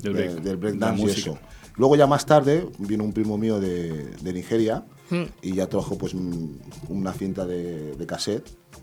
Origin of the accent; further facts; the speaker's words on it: Madrid, Community of Madrid, Spain; yo recuerdo porque yo vengo de Madrid, ¿sí?